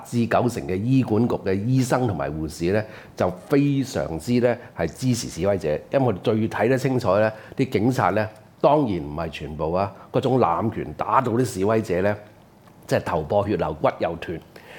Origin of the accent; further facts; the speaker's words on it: Hong Kong; 我哋香港人咧其實大部分咧不論階層